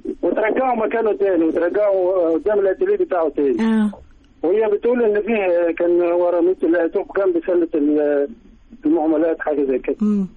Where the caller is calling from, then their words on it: Cairo, Cairo Governorate, Egypt; من القاهرة.